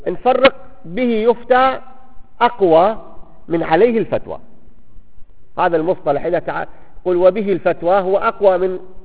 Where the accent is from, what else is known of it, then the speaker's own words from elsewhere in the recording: Baghdad, Baghdad Governorate, Iraq; فاليوم المفتى عندنا في بغداد